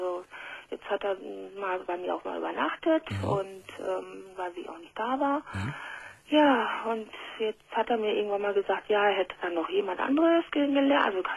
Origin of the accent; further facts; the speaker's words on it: Spain; Ich bin Spanierin.